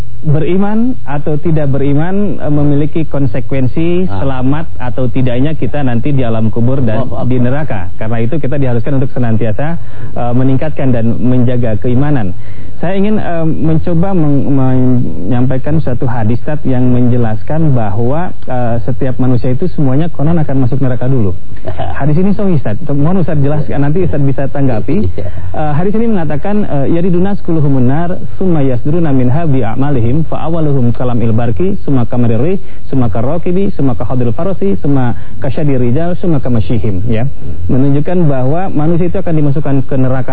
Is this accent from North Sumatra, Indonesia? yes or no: no; Bogor, West Java, Indonesia; Saya dari Bogor, Ustadz dari Cirebon, saya dari Bogor, di Dermaga.